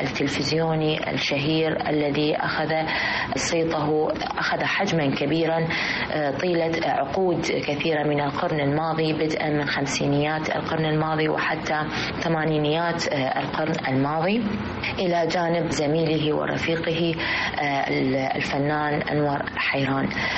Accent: Iraq; في بلدنا العراق.

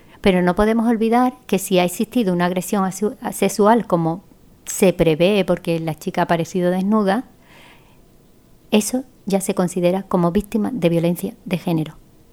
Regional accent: Spain; Ni nosotras las mujeres españolas, de pura cepa, tampoco sufrimos esa situación de violencia de género.

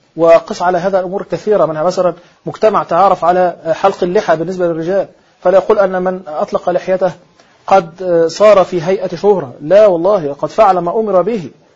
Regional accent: Egypt; وتستنكر في بعض الأماكن عندنا في مصر مثلا في بعض القرى أو في الصعيد

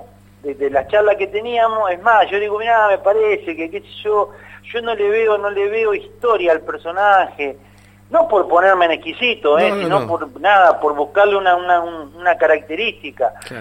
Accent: Posadas, Misiones, Argentina; born there; now in Buenos Aires, Argentina; Eso fue allá en Posada, en donde yo nací, claro. Y en el barrio donde nací, que era Villa Sarita, a la vuelta de la cancha de Guaraní Antonio Franco

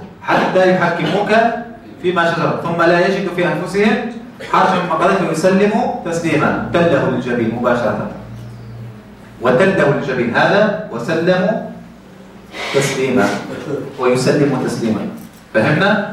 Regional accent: Tunisia; خاصة في بلدنا تونس

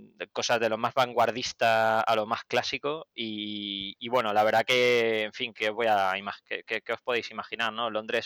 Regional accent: Andalusia, Spain; now in United Kingdom; eso es una cosa que he mantenido desde mi infancia como andaluz

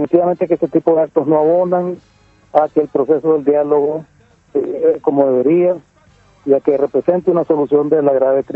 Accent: Nicaragua; Y como nicaragüenses, creemos en que la paz se construye

